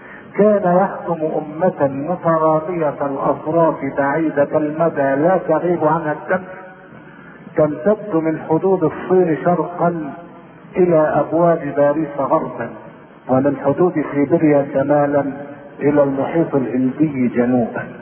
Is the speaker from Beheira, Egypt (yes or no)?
yes; Shubra Khit, Beheira, Egypt; نشأت في مدينة شبرا فيه وهي اقل من المدينة وفوق القرية، وكان اكثر رجالها يعملون بالتجارة